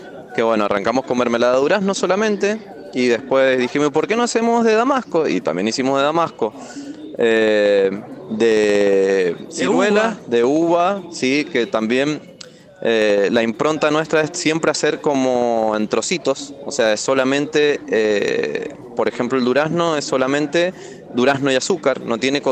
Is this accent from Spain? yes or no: no; Junín, Argentina; vengo desde Junín